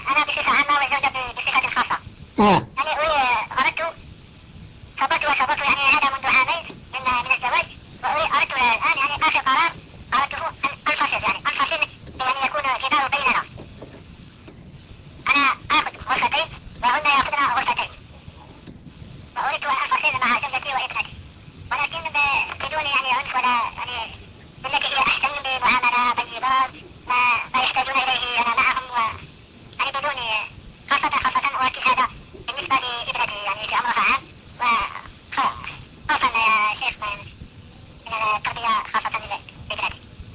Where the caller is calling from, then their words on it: Algeria; أنا أخي من الجزائر، كيف حالكم؟